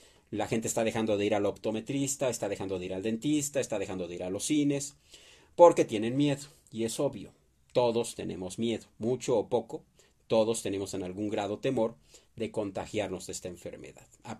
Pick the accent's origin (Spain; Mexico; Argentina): Mexico; Somos mexicanos y queremos apoyar a México.